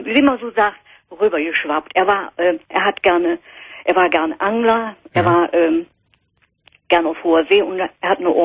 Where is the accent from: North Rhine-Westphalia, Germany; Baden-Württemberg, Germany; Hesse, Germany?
North Rhine-Westphalia, Germany; Cologne; now in East Frisia, Germany; Ich bin echt Kölschmädchen, in der Uniklinik geboren.